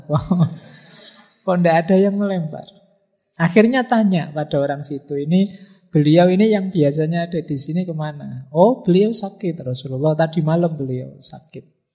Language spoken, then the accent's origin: Indonesian; Mojokerto, East Java, Indonesia; now in Yogyakarta, Indonesia; Saya dulu dari Mojokerto, cara ngomongnya agak kayak Surabayaan, agak medoknya medok agak spontan kayak Surabaya, tapi ya sudah hampir 30 tahun di Jogja ya. Kalau saya pulang mesti orang sana bilang Mojokertonya hilang.